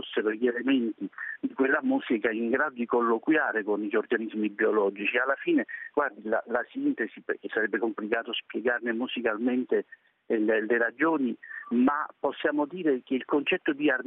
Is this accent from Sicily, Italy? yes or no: no; Campania, Italy; Io amo i pomodori da campano, me lo lasci dire